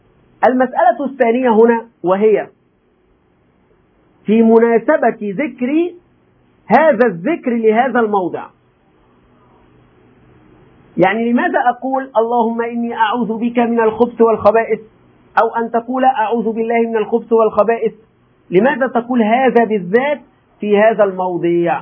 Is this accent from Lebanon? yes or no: no; Egypt; ولذلك نحن عندنا أخطاء كمصريين، أتكلم عن المصريين